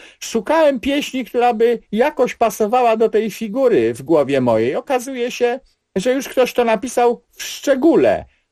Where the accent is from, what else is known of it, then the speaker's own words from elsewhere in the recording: Pomeranian Voivodeship, Poland; U mnie na Kociewiu nie mówi się plewić ani pielić, jak w centralnej Polsce, tylko mówi się hakować.